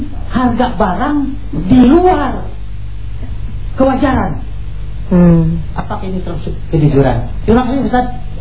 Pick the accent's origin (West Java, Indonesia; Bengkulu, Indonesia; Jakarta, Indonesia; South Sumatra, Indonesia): West Java, Indonesia; Garut; Nah, kebetulan saya dari Garut.